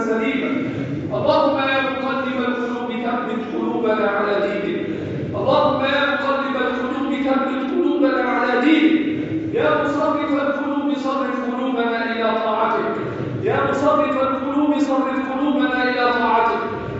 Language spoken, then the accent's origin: Arabic; Egypt; اللهم احفظ بلدنا مصر وسائر بلاد المسلمين